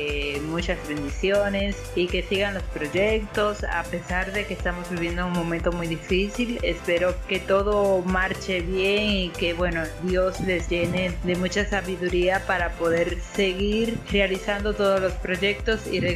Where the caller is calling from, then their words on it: Dominican Republic; Queridos amigos de Radio Peque … de República Dominicana